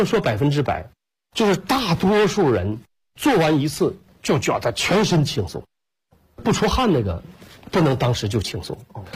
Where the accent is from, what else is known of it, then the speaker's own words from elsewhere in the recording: Shandong, China; 我说我是搁山东，我老家是山东人，我们也是下关东来到东北的